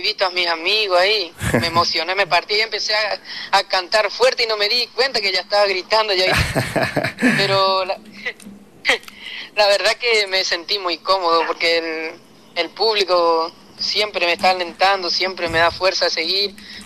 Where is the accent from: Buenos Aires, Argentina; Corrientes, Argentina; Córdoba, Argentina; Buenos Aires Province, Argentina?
Corrientes, Argentina; Goya; now in Santa Lucía, Argentina; Desde que yo vine de Goya empecé a escribir acá en Santa Lucía.